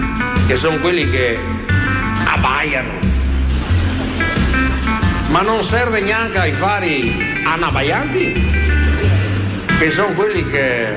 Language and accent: Italian; Veneto, Italy; Io so bene cos'è la nebbia, perché vengo dal Polesine, nebbia è il prodotto interno lordo del Polesine.